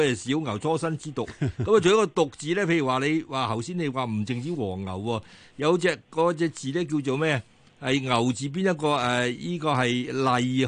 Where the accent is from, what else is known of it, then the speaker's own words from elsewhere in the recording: Hong Kong; 因為我香港人其實都好多時咧，只係懂得馬就唔懂得牛